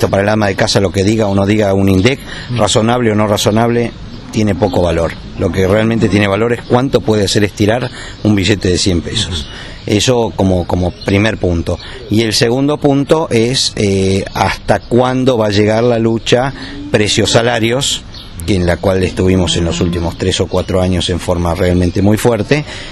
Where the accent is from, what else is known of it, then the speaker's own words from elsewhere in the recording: Argentina; no tenemos que olvidarnos que somos argentinos y siempre tenemos algo con lo cual mostramos la hilacha.